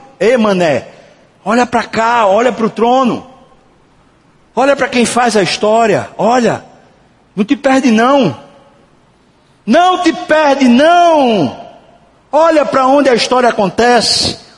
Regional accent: Brazil; Somos nós brasileiros. Nós vivemos meio que no toma lá da cá.

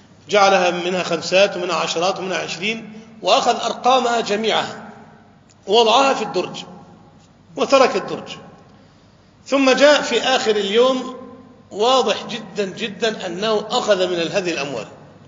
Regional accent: Egypt; أنا أذكر واقعة حدثت وأنا كنت شاهد فيها في عندنا في مصر، يعني تقريبا منذ 20 عام

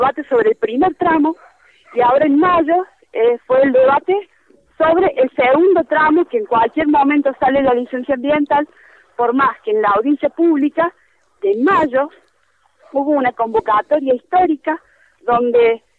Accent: Córdoba, Argentina; yo particularmente soy de Córdoba Capital

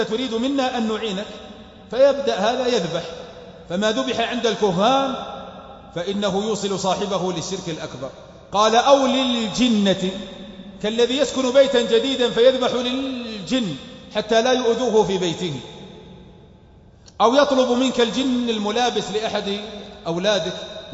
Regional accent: south, Saudi Arabia; accent: southern; هذه لهجتنا اهل الجنوب

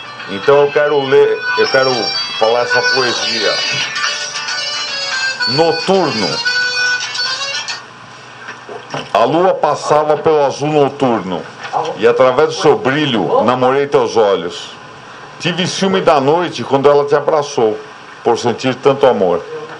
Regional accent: São Paulo, Brazil; born there; also born or lived in Cotia; now in Carapicuíba, Brazil; eu nasci em São Paulo e depois eu morei em vários municípios perto de São Paulo. Morei em Cotia... Agora estou morando em Carapicuíba

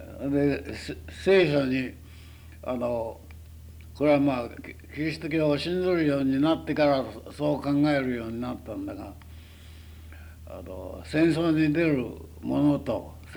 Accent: Nagano, Japan; 信州、信州、信濃の。

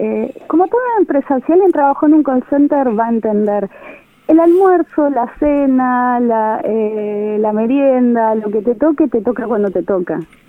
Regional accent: Buenos Aires, Argentina; yo soy de Capital, pero un porcentaje muy importante es de provincia de Buenos Aires.

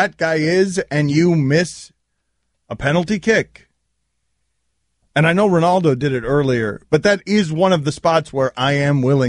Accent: Jersey City, New Jersey, United States; born there; Yeah, I was born in Jersey City, actually.

